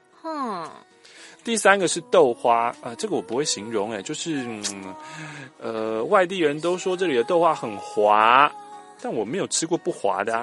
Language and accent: Chinese; Ipoh, Perak, Malaysia; 从小到大我在这个地方长大呢都试过了